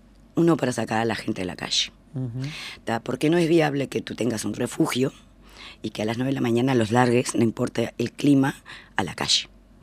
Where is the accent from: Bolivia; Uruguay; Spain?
Uruguay; Rivera; now in Montevideo, Uruguay; Yo soy de Rivera.